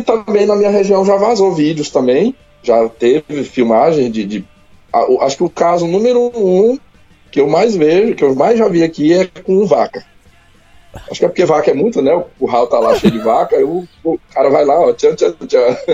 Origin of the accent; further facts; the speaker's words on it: Pará, Brazil; born there; Eu sou nortista, mas sou descendente de nordestino. Minha família toda é nordestina. Eu sou paraense porque nasci no Pará. Mas as raízes, né, familiar, toda nordestina, do Maranhão. Então é normal esse meu sotaque aí.